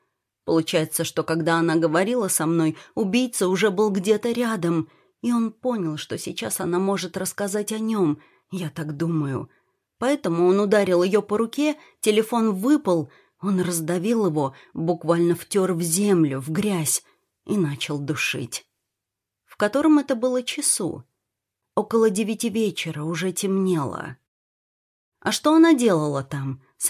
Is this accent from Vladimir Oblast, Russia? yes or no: yes; Bogolyubovo, Vladimir Oblast, Russia; now in Moscow, Russia; я тоже родом из Боголюбова. Работаю в Москве, в одной семье уже 6 лет.